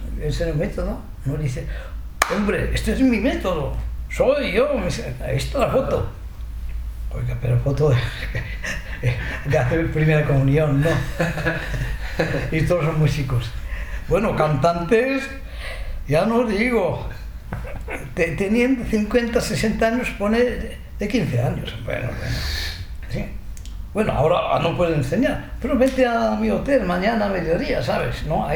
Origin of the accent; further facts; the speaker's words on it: Japan; Spanish is a second language; now in Murcia, Spain; vengo de Murcia, ¿no? ¿De Murcia? Pero tú no eres chino, no, pues soy japonés. Pero tú hablas español bastante bien